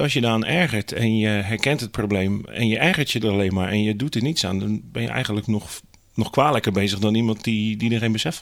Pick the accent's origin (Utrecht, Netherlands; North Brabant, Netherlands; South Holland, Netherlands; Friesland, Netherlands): South Holland, Netherlands; Hellevoetsluis; Ik kom uit Helvoetsluis. Ik ben gewend aan water en natuur om me heen.